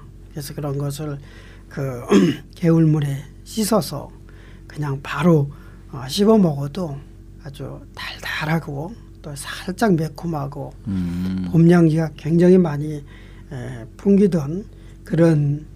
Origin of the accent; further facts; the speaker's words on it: Seoul, South Korea; 제가 어렸을 적 살던 그 서울 변두리에서 살았거든요.